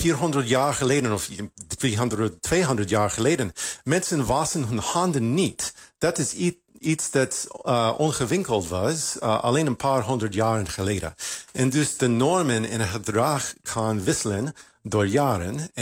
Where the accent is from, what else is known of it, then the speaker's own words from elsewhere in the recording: United States; Ik kom uit Amerika